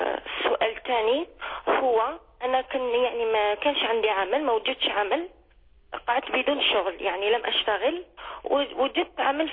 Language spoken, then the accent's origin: Arabic; Algeria; moved away as an adult; now in France; أنا هجرت من الجزائر إلى فرنسا.